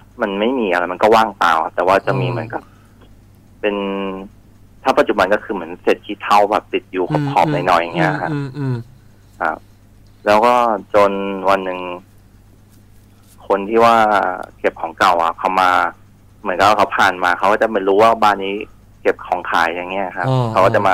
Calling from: Samut Sakhon, Thailand; สมุทรสาครครับ

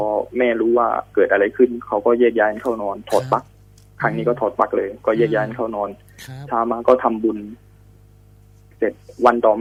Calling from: Samut Prakan, Thailand; ผมอยู่สมุทรปราการครับตอนนี

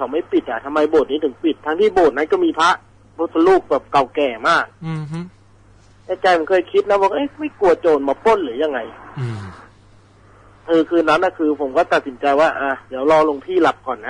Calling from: Bangkok, Thailand; รามอินทราครับ

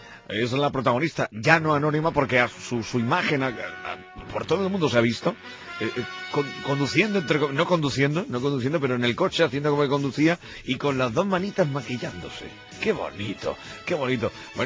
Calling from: Getafe, Community of Madrid, Spain; de Getafe y estoy que me caigo de sueño

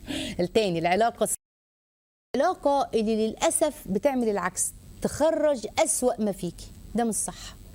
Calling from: Cairo, Cairo Governorate, Egypt; من القاهرة، السلام عليكم

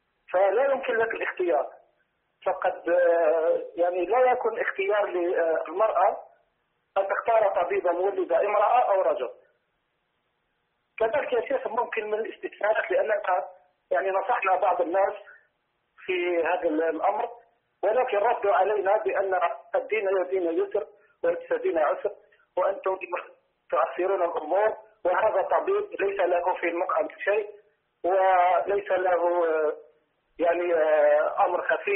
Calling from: Algeria; يا شيخ، هنا عندنا في الجزائر كثير ما تحدث هذه الظاهرة

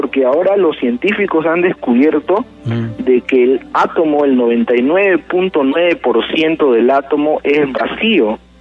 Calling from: Villa El Salvador, Lima, Peru; De Villa El Salvador.

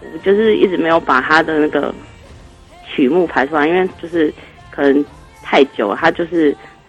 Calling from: Chiayi, Taiwan; 我是嘉义的

